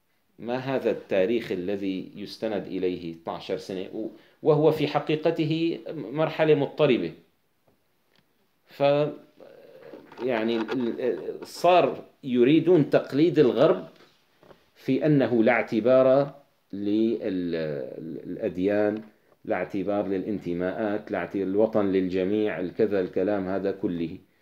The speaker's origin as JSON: {"language": "Arabic", "town": "Damascus", "region": "Damascus Governorate", "country": "Syria", "said": "طيب أنا كدمشقي، البيروتي أقرب إلي من الحمصي، أقرب بكثير"}